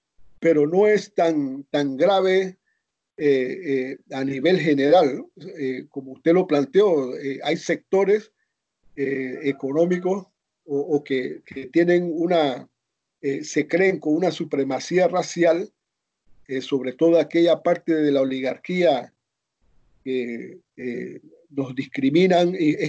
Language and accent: Spanish; Azuero Peninsula, Panama; born there; Incluso en el área donde yo nací, en la península de Azuero, que se dice que son de raíces hispanas